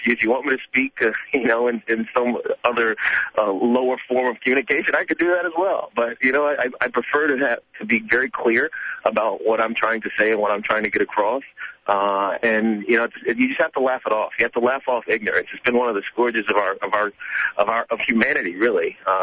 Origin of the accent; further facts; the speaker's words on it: Virginia, United States; I grew up in Roanoke, Virginia, and not the city of Roanoke, Virginia, but the county of Roanoke, Virginia.